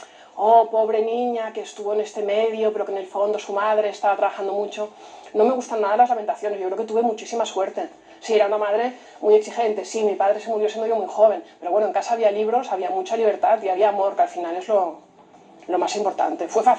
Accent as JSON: {"language": "Spanish", "town": "Barcelona", "region": "Catalonia", "country": "Spain", "tie": "born there", "said": "Yo nací en Barcelona, pero es el sitio donde vuelvo siempre"}